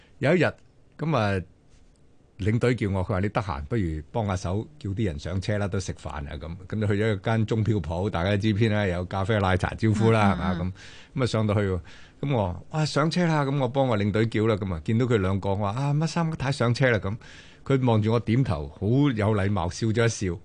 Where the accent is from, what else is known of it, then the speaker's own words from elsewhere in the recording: Guangdong, China; 我哋廣東人或者俗話就叫做禾杆冚珍珠，